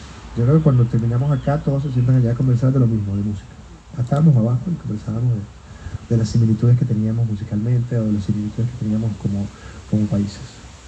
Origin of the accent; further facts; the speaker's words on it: Venezuela; now in Chile; siendo migrante venezolano y habiendo tanta cultura en Chile